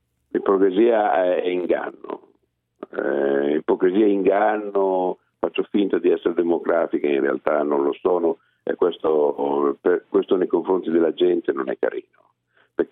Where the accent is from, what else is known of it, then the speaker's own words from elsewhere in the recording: Veneto, Italy; Io ce le ho frequentati molto, essendo veneto, le osterie so cosa sono.